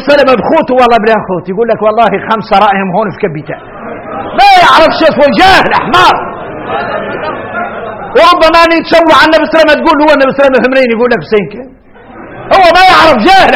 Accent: Mauritania; احنا موريتاني نتفايل الرسل نسموا على الأنبياء

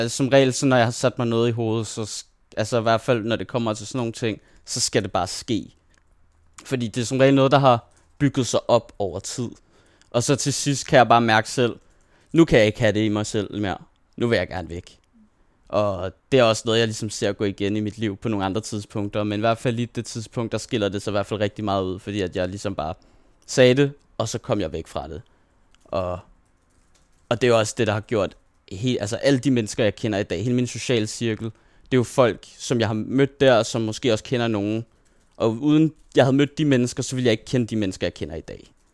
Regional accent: Dragør, Capital Region of Denmark, Denmark; det er hele det her Dragør, hvor jeg er vokset op med de her to skoler, jeg har gået på derude

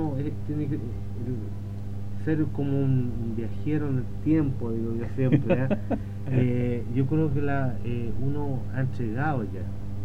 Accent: San Vicente de Tagua Tagua, O'Higgins, Chile; born there; yo nací en San Vicente, Tahuatahua, pero estoy muy ligado a Rosario.

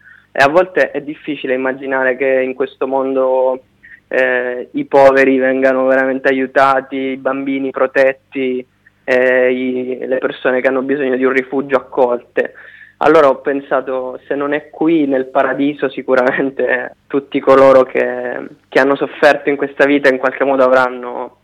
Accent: Catania, Sicily, Italy; now in Milan, Italy; Io da qualche anno vivo a Milano, però avevo letto dal Giornale della Sicilia, come hai detto tu, sono catanese

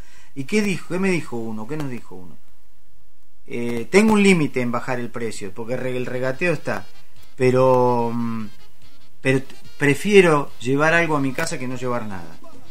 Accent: Olavarría, Buenos Aires Province, Argentina; born there; Yo nací en Olavarría. ¿Dónde? En Loma Negra.

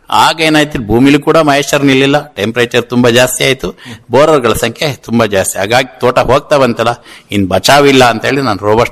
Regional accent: Mudigere, Karnataka, India; moved away; ನಾನು ಆಕ್ಚುಲಿ ನನ್ನ ಮೂಲತಃ ಮೂಡಿಗೆರೆಯವನು. ಇಲ್ಲಿಗೆ ಬಂದು 20 ವರ್ಷ ಆಯ್ತು ತೊಳಲು ಗ್ರಾಮಕ್ಕೆ.

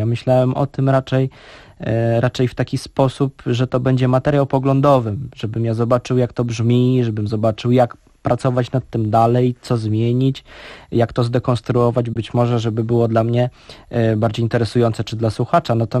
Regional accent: Warsaw, Masovian Voivodeship, Poland; Pochodzę z Warszawy

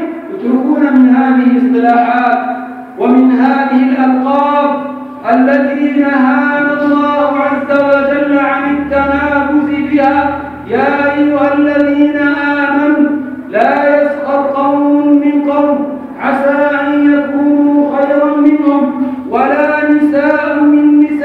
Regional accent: Yemen; أن نقوم بواجبنا كيمنيين ضمنا هذا الوطن

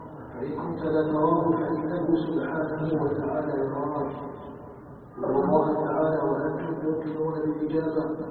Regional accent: Algeria

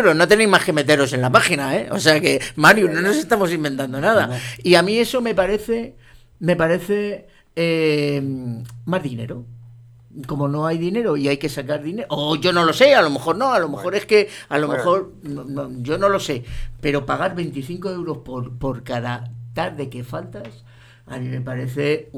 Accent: Salamanca, Castile and León, Spain; Los juicios, por lo menos en mi pueblo, como decía yo, Salamanca, son por la mañana

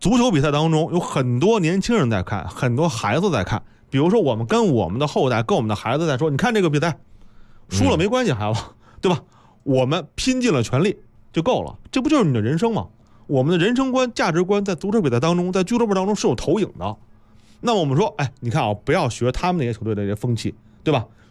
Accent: China

